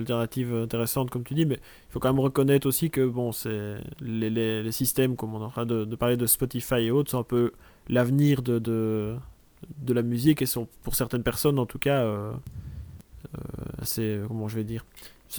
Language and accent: French; Liège, Wallonia, Belgium; accent: Liège; Oui, j'ai l'accent de Liège.